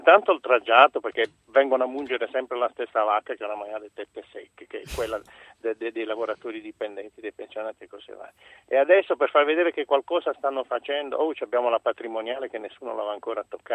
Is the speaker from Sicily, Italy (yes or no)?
no; Toritto, Apulia, Italy; now in Verona, Italy; Io vivo qui a Verona, ma sono originario di Torito, in provincia di Bari.